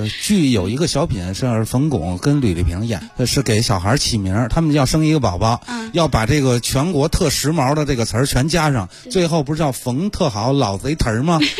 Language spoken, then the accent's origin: Chinese; Beijing, China; 就是我们北京人